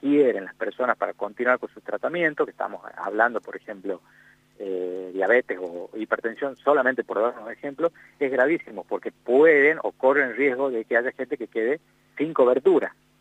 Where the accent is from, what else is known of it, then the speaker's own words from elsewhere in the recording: Tucumán, Argentina; casos graves que han sucedido acá en Tucumán, de donde soy yo, por supuesto